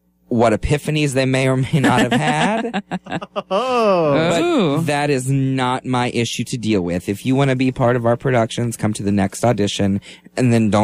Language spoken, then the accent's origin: English; Florida, United States; Growing up in Lake County, there were four different community theaters to choose from.